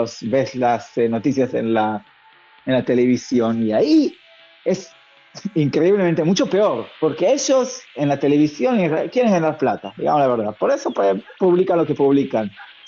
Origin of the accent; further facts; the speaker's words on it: Israel; Yo soy primero israelí y después periodista.